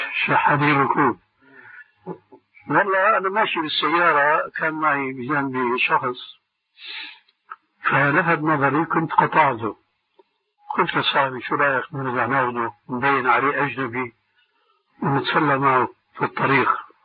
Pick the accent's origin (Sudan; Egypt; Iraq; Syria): Syria; بده يكون كما يقولون عندنا في الشام أبحاله